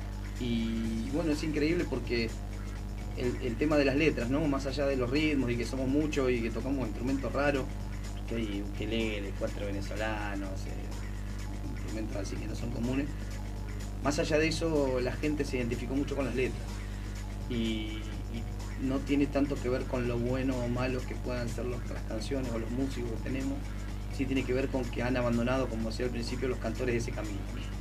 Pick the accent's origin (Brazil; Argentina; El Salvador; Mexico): Argentina; Somos todos argentinos